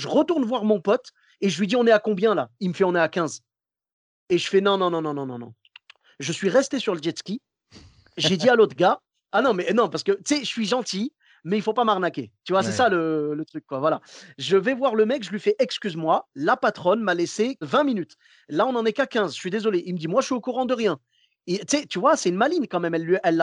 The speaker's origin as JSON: {"language": "French", "country": "Morocco", "said": "Ah, écoute, je suis marocain jusqu'au bout."}